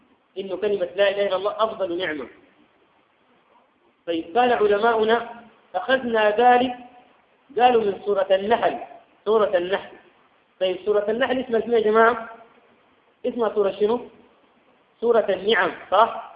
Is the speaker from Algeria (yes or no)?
no; Sudan; حتى الآن في بلادنا السودان ما يروح في كل مكان وإنما مناطق معينة